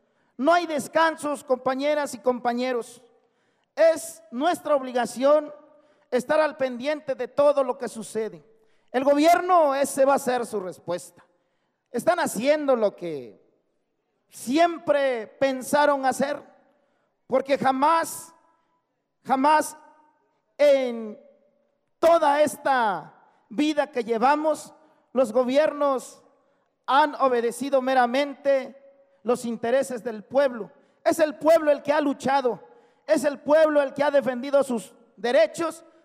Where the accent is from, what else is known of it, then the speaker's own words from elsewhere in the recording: Oaxaca, Mexico; porque somos oaxaqueños, así como ustedes, sienten el dolor de lo que sufren nuestros pueblos